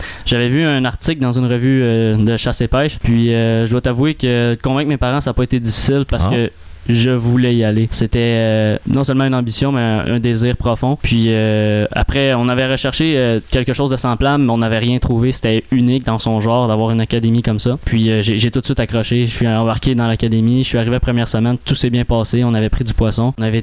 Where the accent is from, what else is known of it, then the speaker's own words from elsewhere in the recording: Vaudreuil, Quebec, Canada; Moi, je viens de Vaudreuil.